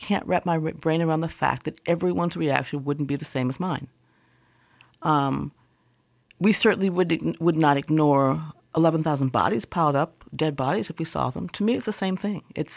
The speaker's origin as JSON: {"language": "English", "country": "United States", "said": "I think that we are, as an American society, and I can't speak for, you know, I can't really speak beyond Michigan, but I think as an American society, we are very, very free."}